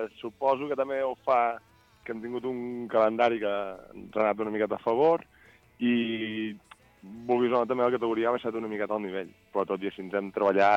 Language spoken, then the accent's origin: Catalan; Berga, Catalonia, Spain; Sí, jo que sóc de Berga també ho trobo.